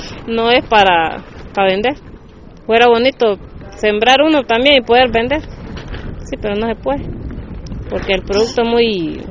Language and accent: Spanish; Los Chiles, Alajuela, Costa Rica; De los chiles, frontera norte.